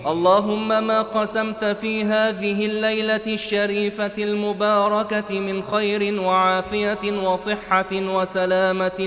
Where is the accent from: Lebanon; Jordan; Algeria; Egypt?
Egypt; عن بلدنا مصر خاصة وعن سائر بلاد